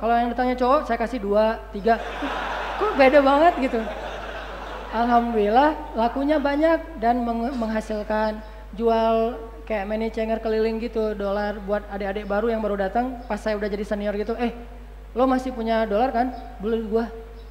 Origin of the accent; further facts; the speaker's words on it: Aceh, Indonesia; kulkas pertama ada di rumah saya di Aceh itu, saya dari Aceh, itu pas saya di Mesir.